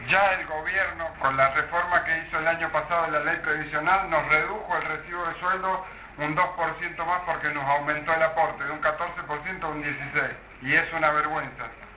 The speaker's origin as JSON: {"language": "Spanish", "town": "Pico Truncado", "region": "Santa Cruz", "country": "Argentina", "said": "de la localidad de Pico Truncado, provincia de Santa Cruz, soy profesor de EGB, de primer y segundo ciclo."}